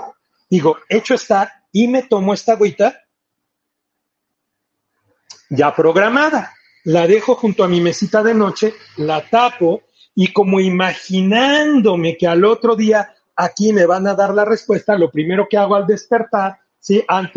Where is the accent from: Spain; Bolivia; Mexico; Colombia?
Mexico; Mexico City; yo soy del DF y en el DF pues todo lo tenemos planeado de una manera diferente.